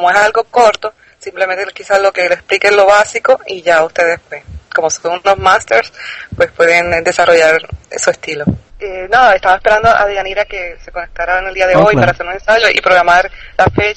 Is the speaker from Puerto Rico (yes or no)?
yes; Puerto Rico; Yo soy acá de Puerto Rico